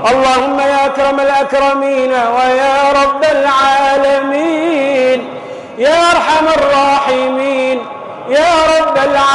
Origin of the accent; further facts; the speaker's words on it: Tunisia; احفظ بلدنا تونس من الفتن والمحن ما ظهر منها وما بطن.